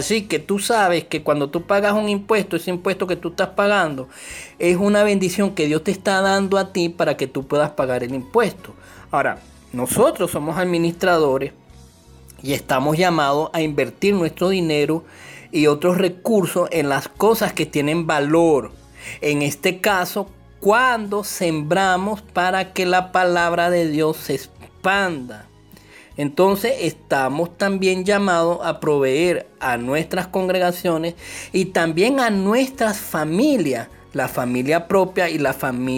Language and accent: Spanish; Venezuela; en nuestro caso somos venezolanos